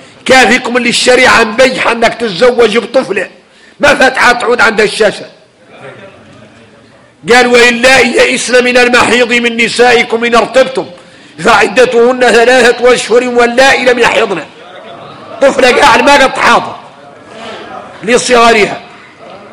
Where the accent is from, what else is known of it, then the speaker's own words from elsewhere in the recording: Mauritania; احنا موريتاني